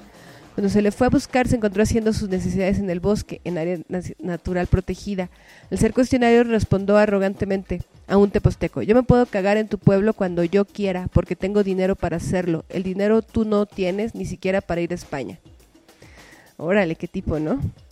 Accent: Tepoztlán, Morelos, Mexico; Nosotros vivimos y existimos en este territorio, somos de este territorio, somos de Tepoztlán

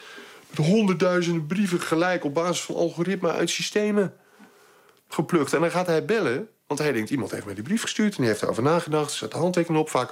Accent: Netherlands; Dat trekken wij als Nederlanders niet.

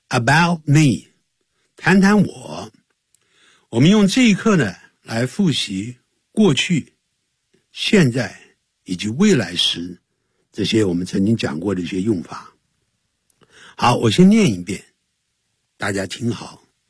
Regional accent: Nanjing, Jiangsu, China; born there; But I was born in 南京。可是呢，我籍贯是南宁啊。可是我却是在南京出生的

